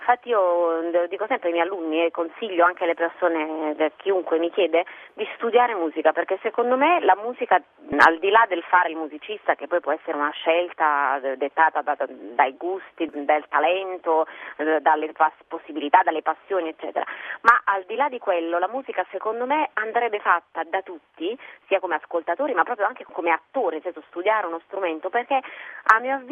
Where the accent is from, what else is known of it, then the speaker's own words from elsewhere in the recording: Lombardy, Italy; born there; now in Foggia, Italy; Diciamo che sono nata in Lombardia in realtà, sono lombarda di nascita